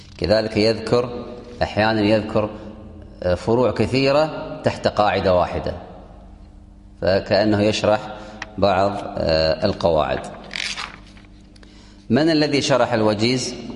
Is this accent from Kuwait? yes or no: yes; Kuwait; وأظن في المعهد الديني عندنا في الكويت يدرس الفقه